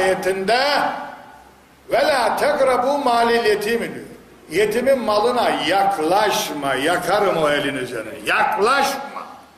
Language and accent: Turkish; Black Sea Region, Turkey; Bizim köyde ablama mal verdim, dünya koptu, nasıl mal verirsin ha? Biz de kadınlara, Karadeniz'de kızlara mal verilmez ki.